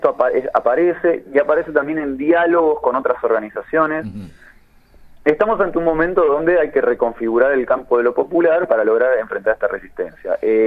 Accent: Bahía Blanca, Buenos Aires Province, Argentina; Yo soy de Bahía Blanca. En Bahía Blanca nos quedamos sin abastecimiento de agua.

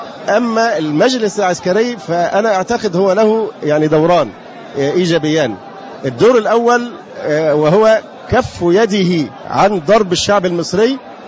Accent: Egypt; أولا أنا مواطن مصري من حقي أن أتي

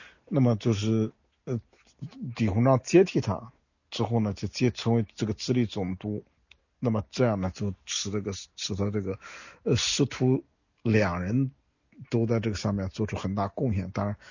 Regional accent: China; 我们中国人就很习惯的，就是说我们不会去主动出击

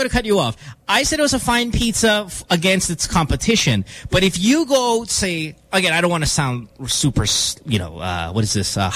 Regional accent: San Fernando, Pampanga, Philippines; I was born in San Fernando. That means I can kick your ass in the kitchen.

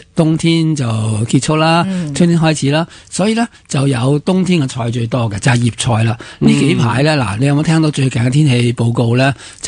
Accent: China; 我哋系中国人啦

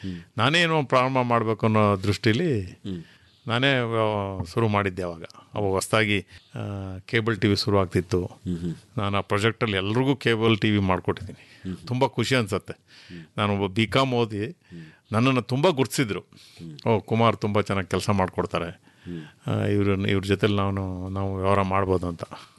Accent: Karnataka, India; ನಾನು ಮೂಲತಃ ಹುಟ್ಟಿ ಬೆಳೆದಿದ್ದೆಲ್ಲ ಉತ್ತರ ಕನ್ನಡ ಜಿಲ್ಲೆ.

